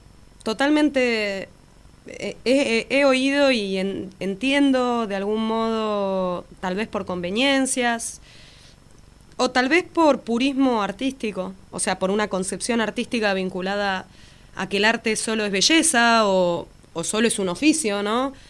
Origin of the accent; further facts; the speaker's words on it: Buenos Aires, Argentina; si bien soy de Capital, vengo semanalmente a Lanús a dar clases en la Escuela de Música Popular de Lanús.